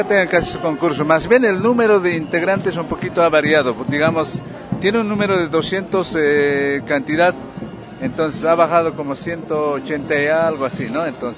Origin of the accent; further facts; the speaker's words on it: La Paz, Bolivia; now in São Paulo, Brazil; Yo soy artesano en sombreros, yo vengo de La Paz, Bolivia.